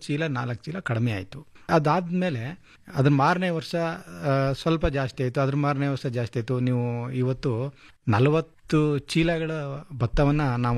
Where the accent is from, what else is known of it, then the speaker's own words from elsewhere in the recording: Hunsur, Karnataka, India; ನಾನು ಮೈಸೂರು ಜಿಲ್ಲೆ ಹುಣಸೂರಿಂದ ಬಂದಿದ್ದೀನಿ ಸರ್.